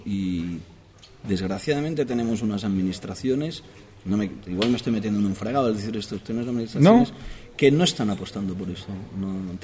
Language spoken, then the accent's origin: Spanish; Barcelona, Catalonia, Spain; Yo soy de Barcelona, los dos vivimos en Barcelona